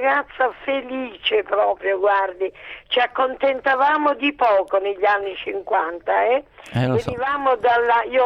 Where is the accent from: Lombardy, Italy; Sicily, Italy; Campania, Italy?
Campania, Italy; Naples; Io abitavo e sono nata a Bagnoli, è una periferia di Napoli